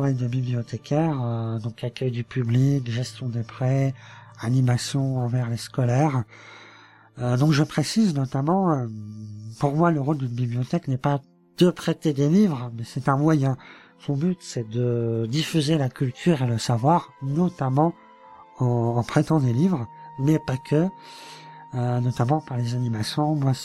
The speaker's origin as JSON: {"language": "French", "country": "France", "said": "je suis français, donc j'habite en Lorraine, plus précisément en Moselle, plus précisément encore, dans une ville près de Thionville dont le nom se termine par Ange."}